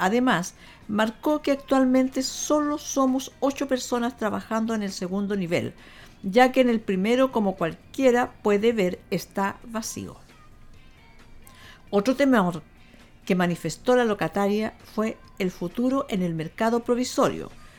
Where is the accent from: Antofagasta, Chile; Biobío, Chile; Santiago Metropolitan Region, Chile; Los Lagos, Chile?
Biobío, Chile; Concepción; todos nosotros que somos de aquí de Concepción